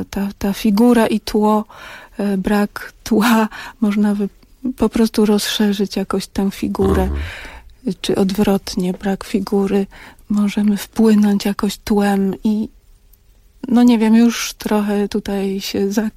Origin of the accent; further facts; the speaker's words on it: Pabianice, Łódź Voivodeship, Poland; wśród których też się wychowałam, bo ja pochodzę z Pabianic